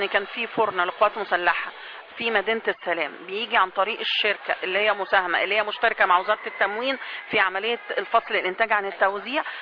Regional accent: Egypt; احنا كمصريين عندنا عقيده من ايام الفراعنه ان القمح ده من الحاجات المقدسه اللي عندنا

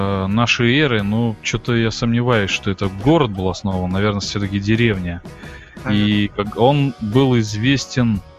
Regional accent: Kazakhstan; И он спросил, откуда мы такие, из Казахстана. И вот реально, кому не говоришь, мы из Казахстана, никто не знает, что это за страна.

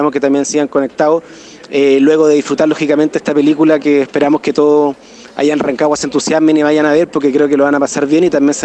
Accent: Chile; tiene una influencia en cómo somos como chilenos muy importante

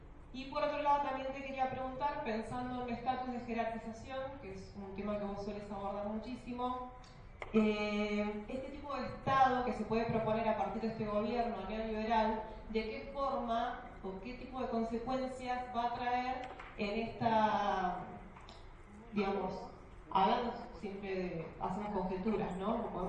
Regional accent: Valentina Alsina, Buenos Aires Province, Argentina; yo soy de Valentina Alsina, que es La Luz, así como Rosario de Santa Fe.

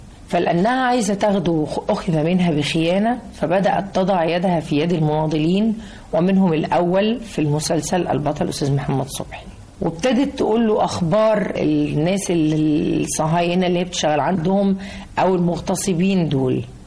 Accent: Egypt; احنا ناس مصريين محافظين لحد دلوقتي على ريحة الكحك في العيد

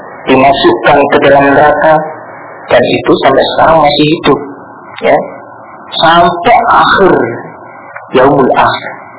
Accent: Surabaya, East Java, Indonesia; Ya, kalau saya aslinya Surabaya, kalau di Surabaya itu ada namanya Kampung Doli.

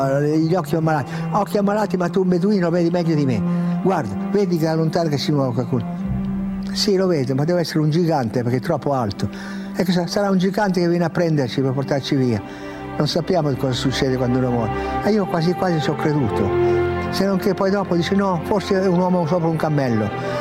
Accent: Piedmont, Italy; e poi da piemontese fesso, testardo

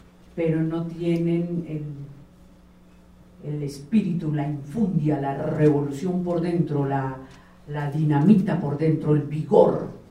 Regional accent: Valle del Cauca, Colombia; also born or lived in Bogotá; aunque soy vallecaucana, he vivido la mayor parte de mi vida en Bogotá, o siempre.

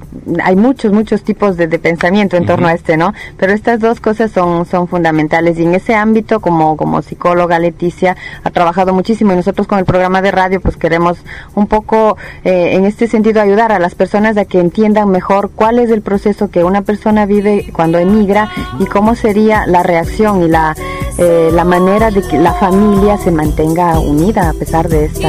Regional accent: Ecuador; now in Italy; se me venía a la mente la fase de mi salida del Ecuador

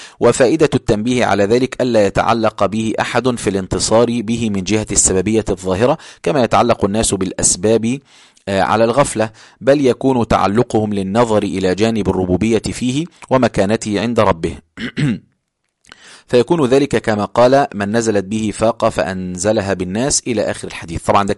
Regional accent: Egypt; accent: Egyptian; يعني دي لهجتنا احنا في مصر، ان احنا بنتكلم بسرعه شويه

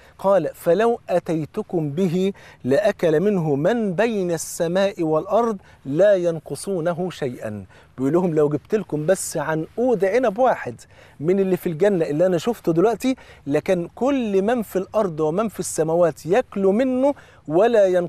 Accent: Egypt; وطبعا انتوا عارفين الفول عندنا في مصر فرض عين،

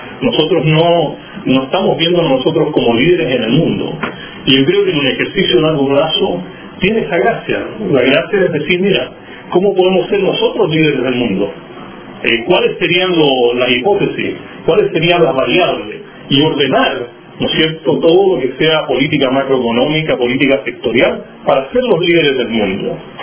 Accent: Chile; Entonces yo me pregunto como chileno

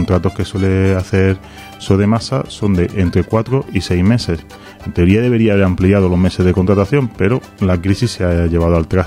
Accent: Granada, Andalusia, Spain; No, yo soy de Andalucía, soy de Granada.

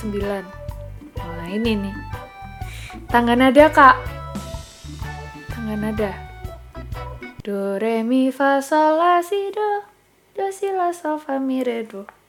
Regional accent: Yogyakarta, Special Region of Yogyakarta, Indonesia; Aku asli Jogja. Aku jadinya asli Jawa.

